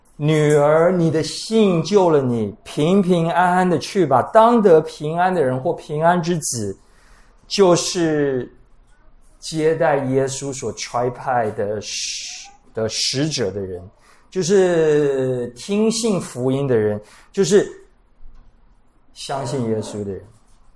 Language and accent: Chinese; Taiwan; 我们台湾人太注重礼尚往来